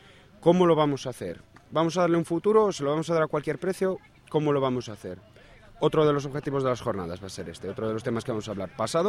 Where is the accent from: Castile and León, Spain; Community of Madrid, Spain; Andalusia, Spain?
Castile and León, Spain; Palencia; como Burgos, como Palencia, que es de donde soy yo, como Valladolid, ¿no?